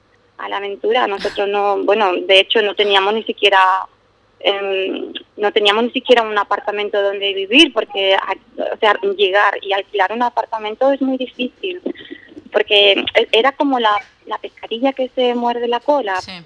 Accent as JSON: {"language": "Spanish", "town": "Ubrique", "region": "Andalusia", "country": "Spain", "lives_now": "Scotland", "said": "tanto mi marido como yo, somos los dos de Ubrique. Y siempre yo he estado pues acostumbrada a vivir en un pueblo medianamente pequeño, tranquilo"}